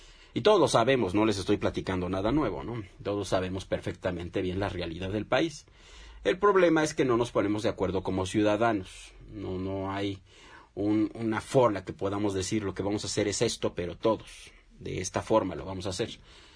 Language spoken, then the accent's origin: Spanish; Mexico; nosotros como mexicanos, y lo decíamos en el programa pasado